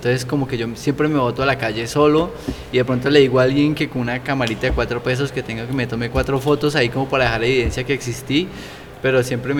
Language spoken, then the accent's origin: Spanish; Cali, Valle del Cauca, Colombia; Yo digo de Cali y la gente se queda así como, Norteamérica. No, Cali, Colombia.